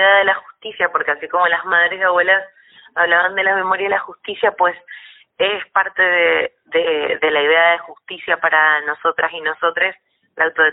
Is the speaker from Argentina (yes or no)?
yes; Mendoza, Argentina; Yo vengo desde Mendoza, muy cerquita de, en realidad, ya más cerca de Chile, de la frontera con Santiago de Chile que con Buenos Aires, que nos queda en la otra punta